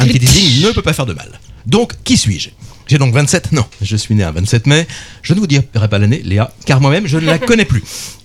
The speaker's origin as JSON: {"language": "French", "town": "Dunkirk", "region": "Hauts-de-France", "country": "France", "tie": "born there", "said": "Ce que je peux quand même vous dire, c'est que je suis né à Dunkerque."}